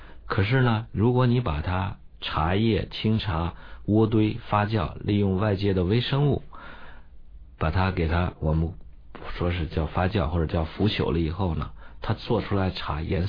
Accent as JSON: {"language": "Chinese", "country": "China", "said": "我们中国人伟大发明了豆腐"}